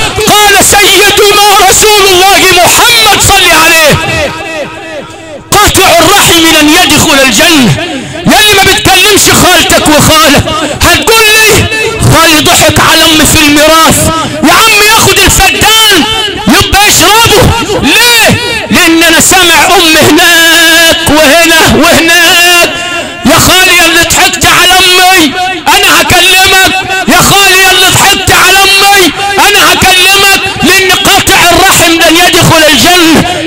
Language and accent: Arabic; Sharqia Governorate, Egypt; أنا ابن الشرقية،